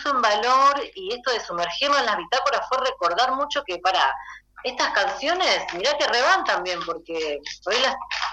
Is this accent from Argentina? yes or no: yes; Rosario, Santa Fe, Argentina; Yo soy de Rosario, sí, toco violín